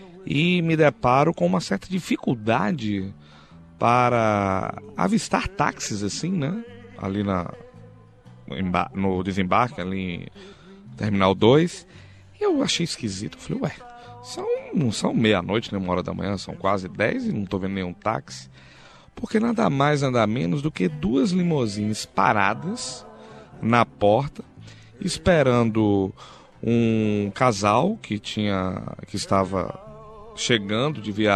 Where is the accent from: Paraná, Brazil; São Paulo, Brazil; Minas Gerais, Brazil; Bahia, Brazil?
Bahia, Brazil; Salvador; acho que de Salvador, se não me engano. Minha terra querida, um grande abraço aí para todos os amigos baianos